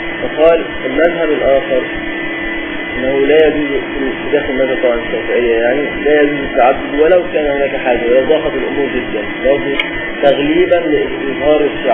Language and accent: Arabic; Upper Egypt, Egypt; كان يحصل عندنا في الصعيد